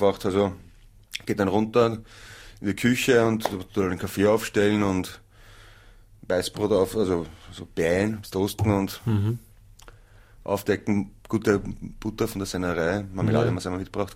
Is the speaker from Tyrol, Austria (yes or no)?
yes; Tyrol, Austria; Ich bin eine gebürtige Tirolerin.